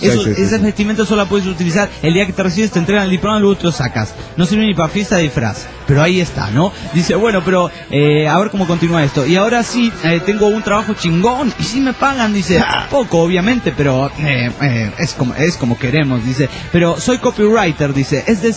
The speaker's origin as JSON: {"language": "Spanish", "region": "Arequipa", "country": "Peru", "said": "Hola, ¿qué tal? … de Arequipa."}